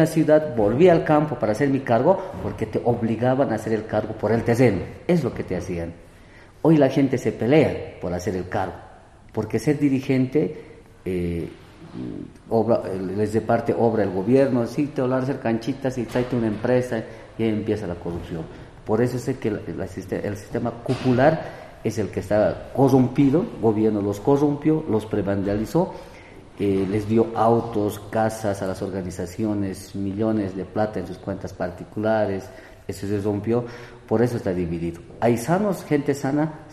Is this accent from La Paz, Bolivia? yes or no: yes; La Paz, Bolivia; yo vengo de Sicuipata, la ley, yo vengo de Sicuipata, ¿no?